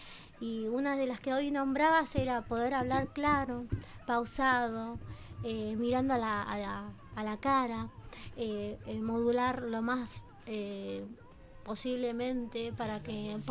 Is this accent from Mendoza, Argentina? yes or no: no; Berisso, Buenos Aires Province, Argentina; Bueno, tengo 28 años, soy de Berisso